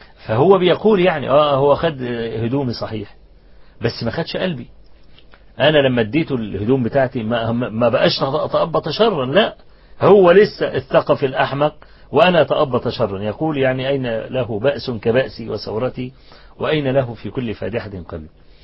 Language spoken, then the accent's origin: Arabic; Egypt; زمان يعني في مدينة طوخ عندنا في مصر